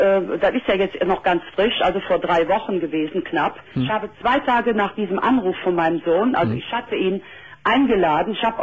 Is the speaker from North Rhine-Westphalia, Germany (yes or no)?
yes; Cologne, North Rhine-Westphalia, Germany; moved away; ich habe ja dadurch damals meine Heimat, nicht nur mein Elternhaus, sondern auch meine Heimat, und das ist Kölle, verloren.